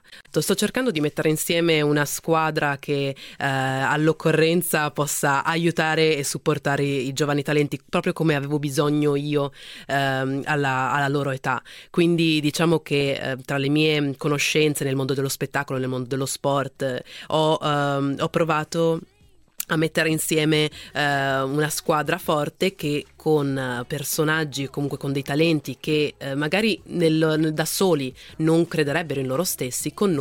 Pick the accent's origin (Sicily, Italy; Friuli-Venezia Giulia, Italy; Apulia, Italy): Friuli-Venezia Giulia, Italy; Udine; also born or lived in Milan; Io a 7 anni ho iniziato a studiare danza in questa scuola del mio paese, a Udine